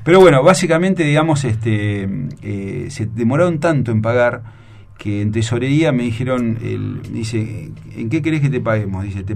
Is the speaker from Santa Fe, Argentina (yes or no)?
no; Mar del Plata, Buenos Aires Province, Argentina; Un día voy a Mar del Plata, yo soy de Mar del Plata, voy a la casa de mis viejos